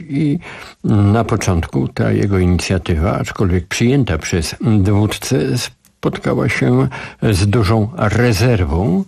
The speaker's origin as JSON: {"language": "Polish", "town": "Warsaw", "region": "Masovian Voivodeship", "country": "Poland", "tie": "born or raised there", "said": "jako warszawiak świeżej daty, bo co prawda urodziłem się w tym mieście, ale wydaje mi się, że skoro rodzice przywędrowali do niego i przed wojną, i w czasie wojny, dostałem to miasto w spadku po bohaterach."}